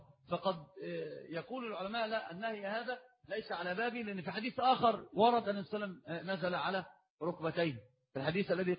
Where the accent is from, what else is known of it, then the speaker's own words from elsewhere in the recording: Alexandria, Alexandria Governorate, Egypt; ما معنى التعصب في طلب العلم عندنا في الإسكندرية؟